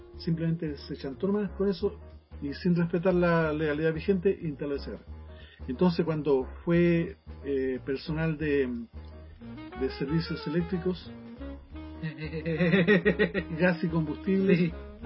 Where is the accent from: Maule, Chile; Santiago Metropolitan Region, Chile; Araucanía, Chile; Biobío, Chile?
Santiago Metropolitan Region, Chile; Santiago; Recuerde que yo soy santiaguino neto.